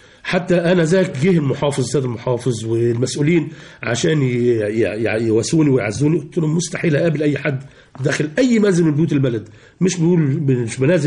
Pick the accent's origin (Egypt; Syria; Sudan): Egypt; Aranshu, Gharbia; أنا أصلا عاشق لبلدتي، هي اسمها قرية اسمها أرانشو في مركز بسيون في محافظة الغربية.